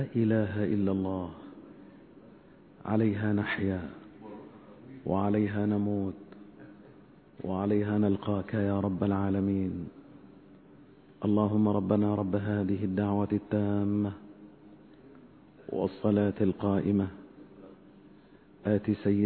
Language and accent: Arabic; Egypt; نسأل الله تبارك وتعالى أن يحفظ بلادنا مصر من كل مكروه وسوء.